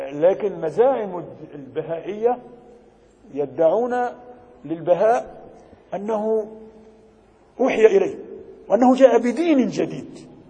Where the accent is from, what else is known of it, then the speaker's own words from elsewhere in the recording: Egypt; عندنا في مصر